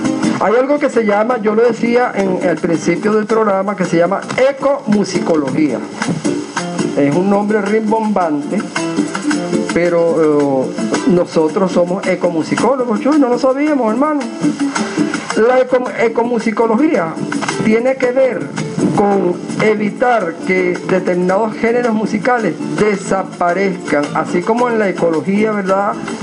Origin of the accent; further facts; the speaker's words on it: Venezuela; Cuando nosotros somos transculturizados, perdemos la memoria histórica, perdemos la identidad como venezolanos